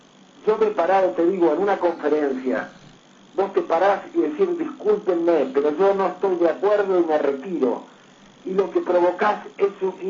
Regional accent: Argentina; Yo creo que a esta altura tenemos que decir, somos argentinos, todos somos iguales.

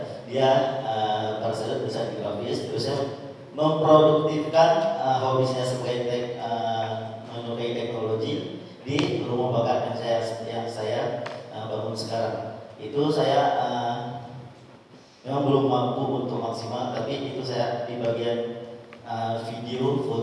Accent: Aceh, Indonesia; Saya berasal dari Aceh Besar, tempat di Anjun, di komplek Villa Bon.

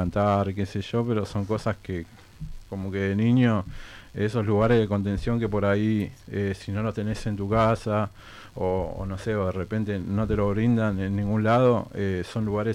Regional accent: Buenos Aires, Argentina; Yo me crié acá en La Boca

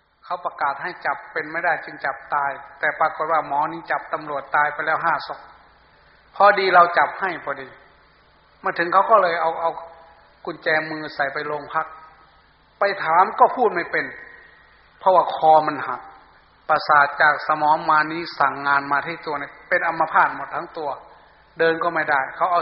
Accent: Sakon Nakhon, Thailand; ผมอยู่สกลนครครับ

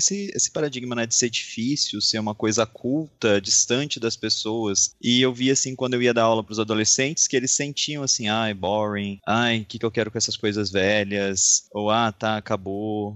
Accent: Curitiba, Paraná, Brazil; now in Niterói, Brazil; Cara, de onde eu venho lá de Curitiba, moro em Niterói atualmente, sou arte historiador. Tô me aventurando aqui nessas terras cariocas nos últimos anos.

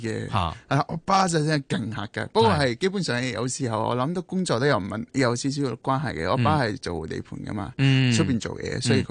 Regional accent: Nepal; Cantonese is a second language; 我哋尼泊尔人

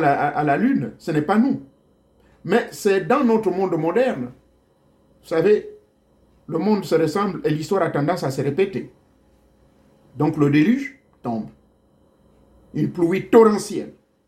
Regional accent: Gabon; Chez moi, au Gabon, c'est pareil.

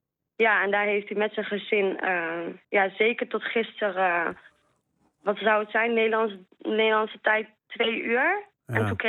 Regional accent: Panjshir, Afghanistan; Hij loopt risico omdat wij uit Panjshir komen.

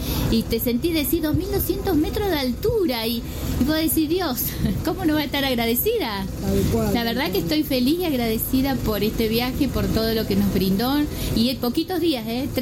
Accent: Santa Fe, Argentina; de Ciudad de Santa Fe, provincia de Santa Fe, Ciudad de Santa Fe, capital.

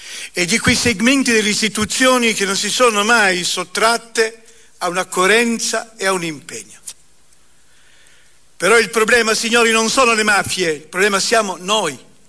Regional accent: Pieve di Cadore, Veneto, Italy; moved away; also born or lived in Naples / Turin; io sono un veneto, nato sulle montagne a Pieve di Cadore, immigrato poi con la mia famiglia prima Napoli, poi Torino.

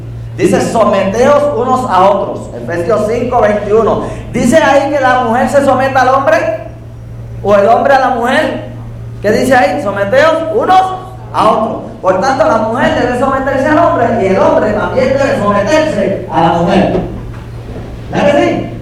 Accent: Yabucoa, Puerto Rico; crecimos en Yabucoa y nos quedamos en Yabucoa. Pero estuve en Mayagüez unos cuantos años, en el Colegio de Agricultura y Artes Mecánicas de Mayagüez, estudiando ingeniería

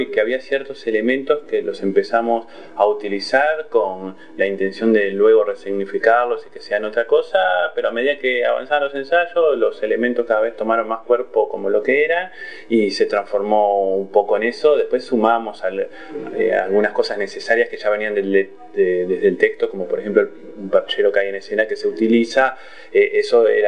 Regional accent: Sarandí, Buenos Aires Province, Argentina; yo soy de me crié en Sarandí, digamos

